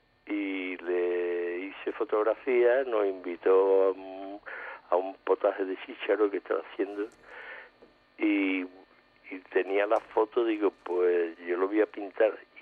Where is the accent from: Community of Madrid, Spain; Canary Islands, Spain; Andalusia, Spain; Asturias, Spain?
Andalusia, Spain; Seville; yo soy andaluz, soy sevillano andaluz y rockero, en parte.